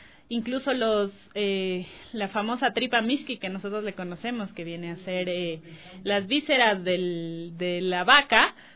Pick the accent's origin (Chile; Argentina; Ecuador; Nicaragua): Ecuador; parte de nuestra dieta tradicional de aquí como ecuatorianos